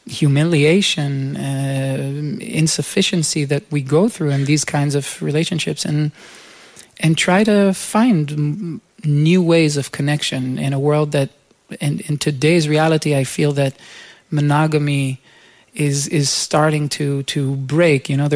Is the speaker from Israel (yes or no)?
yes; Jerusalem, Jerusalem District, Israel; where I just picked up a guitar and asked, you know, one of these bars in my hometown in Jerusalem if I can play there.